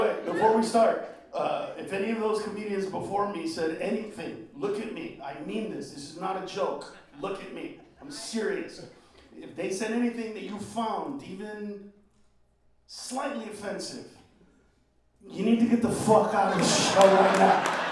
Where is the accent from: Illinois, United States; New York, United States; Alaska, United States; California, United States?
California, United States; Los Angeles; Because I grew up in the Maravilla Projects, but my brother lives right up the hill.